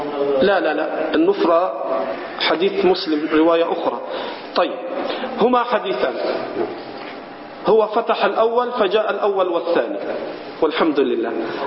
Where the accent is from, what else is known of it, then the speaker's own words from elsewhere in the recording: Egypt; هذه من البدع عندنا في مصر